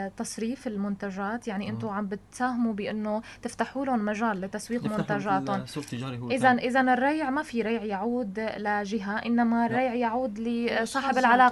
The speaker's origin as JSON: {"language": "Arabic", "country": "Syria", "said": "نحن سوريين إيد بإيد سوا"}